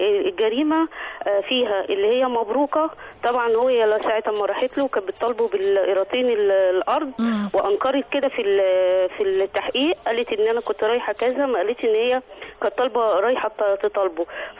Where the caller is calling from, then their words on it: Giza, Giza Governorate, Egypt; من الجيزه